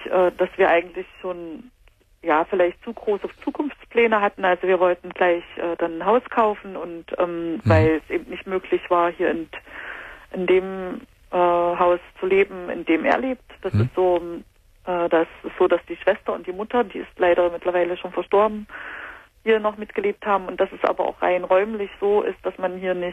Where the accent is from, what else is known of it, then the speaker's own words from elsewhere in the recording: Weimar, Thuringia, Germany; Das war in Weimar in Thüringen.